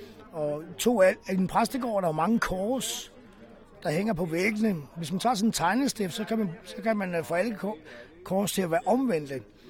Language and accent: Danish; West Jutland, Denmark; og så tog vi tilbage til Vestjylland. 15 år gammel.